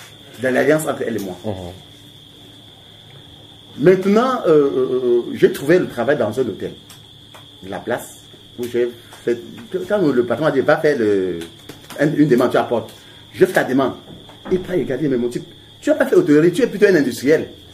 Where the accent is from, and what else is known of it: Douala, Littoral, Cameroon; born there